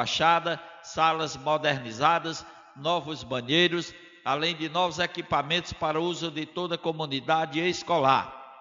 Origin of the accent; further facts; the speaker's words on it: Juazeiro do Norte, Ceará, Brazil; nasci e me criei em Juazeiro do Norte.